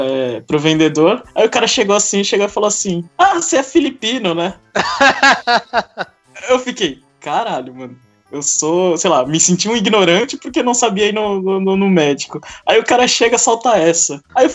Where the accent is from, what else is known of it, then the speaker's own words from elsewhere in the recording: Brazil; sim, eu sou de terceiro mundo, eu sou do Brasil